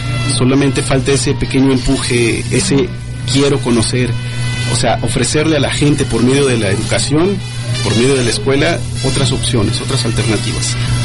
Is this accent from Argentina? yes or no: no; Guadalajara, Jalisco, Mexico; Entonces, ¿qué nos pasa a nosotros como entidad, como tapatíos?